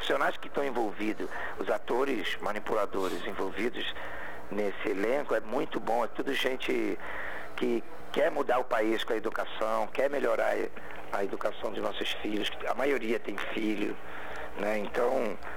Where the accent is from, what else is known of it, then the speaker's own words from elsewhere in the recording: Rio de Janeiro, Brazil; now in São Paulo, Brazil; Então, eu estou em São Paulo há 18 anos.